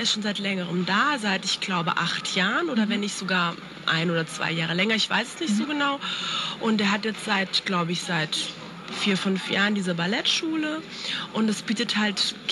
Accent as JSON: {"language": "German", "town": "Wiesbaden", "region": "Hesse", "country": "Germany", "said": "ich komme aus Wiesbaden."}